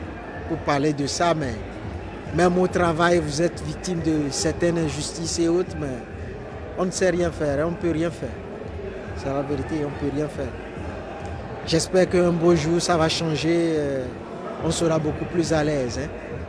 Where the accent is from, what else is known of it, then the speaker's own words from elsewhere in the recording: Togo; Je viens du Togo, moi. Du Togo. Je suis togolais.